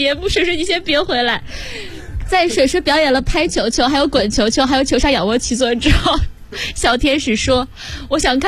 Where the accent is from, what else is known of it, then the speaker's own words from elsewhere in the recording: Shandong, China; 因为我是山东人